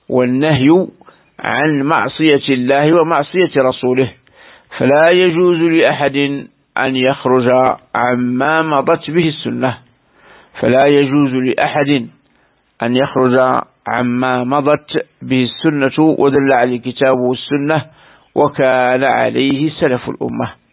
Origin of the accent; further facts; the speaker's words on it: Algeria; كثير من بلدان رأيناها هنا في بلدنا الجزائر